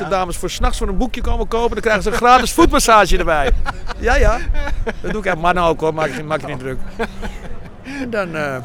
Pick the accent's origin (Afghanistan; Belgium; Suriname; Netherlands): Netherlands; Velsen-Noord, North Holland; Uit Velsen-Noord. Uit Velsen-Noord.